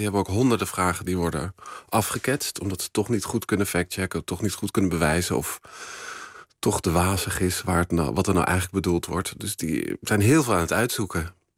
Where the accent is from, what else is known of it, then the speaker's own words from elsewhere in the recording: Uithuizen, Groningen, Netherlands; Ja, dat was in Uithuizen, waar ik ben opgegroeid.